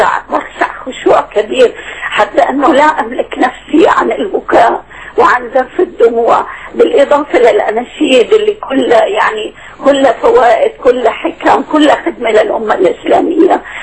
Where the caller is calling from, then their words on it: Qatar; أنا من قطر عم بتكلم.